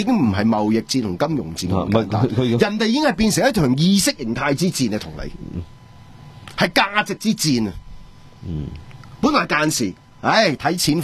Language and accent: Cantonese; Hong Kong; 我哋香港人